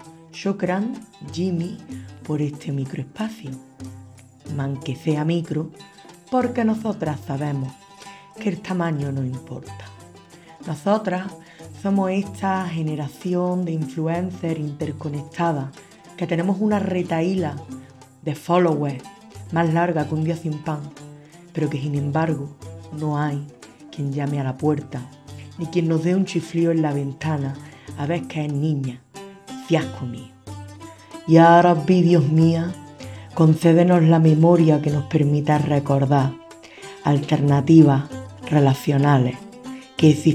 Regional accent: Andalusia, Spain; accent: Andalusian; Como en andaluz esto nos cuesta

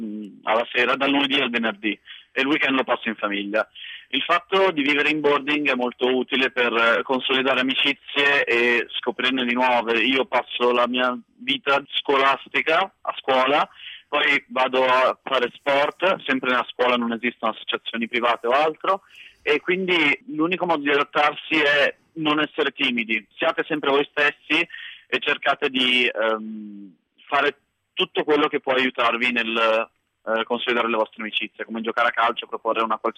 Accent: Milan, Lombardy, Italy; io vengo da Milano, del centro di Milano

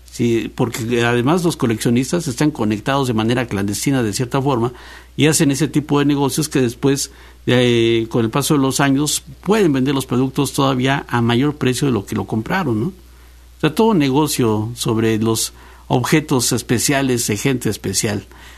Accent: Mexico; hace todo lo posible para que nos desacrediten como mexicanos ante los Estados Unidos.

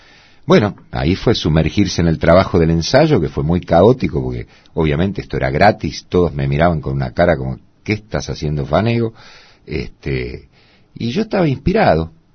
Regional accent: Buenos Aires, Argentina; born there; Yo nací en Saavedra, cerca de donde vivo ahora, sí. Machaín y Manzanares. Ahí vivían mis padres en una casa de departamentos alquilada.

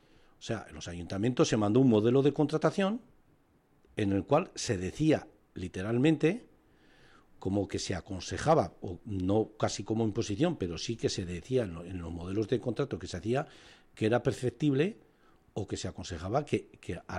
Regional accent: Navarre, Spain; soy navarro, y me siento navarro, me siento español

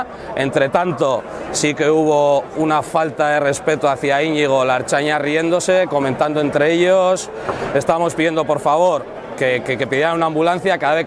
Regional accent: Santander, Cantabria, Spain; la de soy de Santander, que no entiendo lo que pasaba

